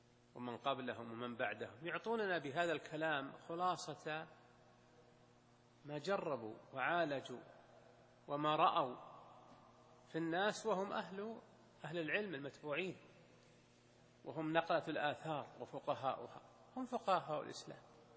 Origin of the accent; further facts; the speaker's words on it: Al-Qassim, Saudi Arabia; وهذه حصلت عندنا في القصيم